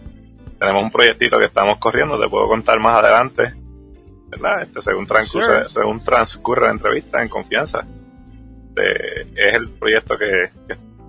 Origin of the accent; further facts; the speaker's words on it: Guaynabo, Puerto Rico; now in San Lorenzo, Puerto Rico; Yo siempre he vivido, ¿verdad?, nativo de Puerto Rico. Saben que siempre he estado en la isla. Básicamente ahora mismo yo soy criado de Guaynabo, pero actualmente pues resido en San Lorenzo. Y pues, es donde me he quedado finalmente viviendo.